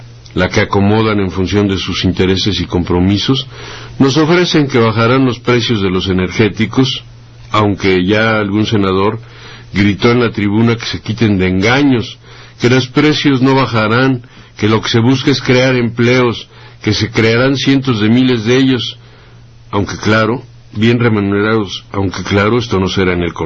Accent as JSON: {"language": "Spanish", "country": "Mexico", "said": "para que nos vayamos acostumbrando al papel que nos corresponderá como mexicanos"}